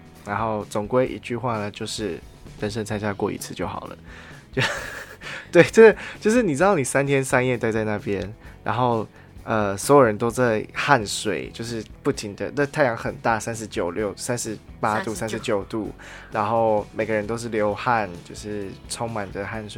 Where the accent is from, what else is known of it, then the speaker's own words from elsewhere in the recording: Taiwan; 虽然我们从小就是在台湾长大嘛